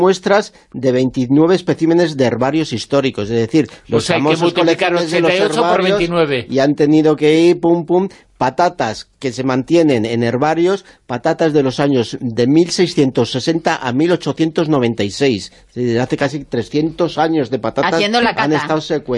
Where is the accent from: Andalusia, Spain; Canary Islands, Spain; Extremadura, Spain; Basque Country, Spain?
Basque Country, Spain; Vitoria-Gasteiz; Lo he comido yo cuando era chaval en Vitoria